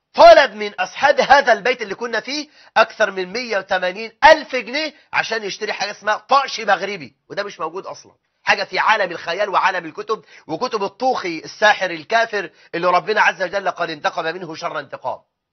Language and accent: Arabic; Egypt; احنا عندنا في مصر 850 الف ساحر ودجال ومشعوذ